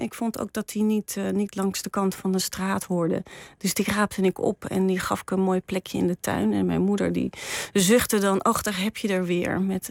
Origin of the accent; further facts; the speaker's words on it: Ermelo, Gelderland, Netherlands; ik ben opgegroeid in Ermelo in de In een heel mooi vrijstaand huis. Dus in een bos, gebouwd door mijn vader.